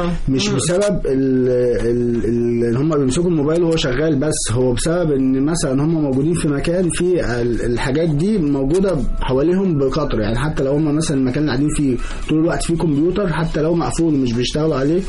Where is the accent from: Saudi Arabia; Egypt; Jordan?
Egypt; احنا بفضل الله خلاص بقى عندنا في مصر مصنع